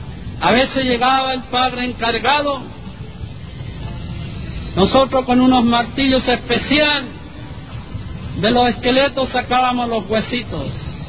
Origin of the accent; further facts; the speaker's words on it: Texas, United States; mis abuelos, que son los que me criaron en Texas